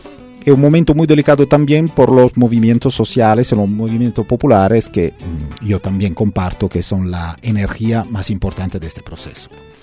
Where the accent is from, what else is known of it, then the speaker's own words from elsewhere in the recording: Italy; Spanish is a second language; Por lo que puedo decir yo como italiano y como europeo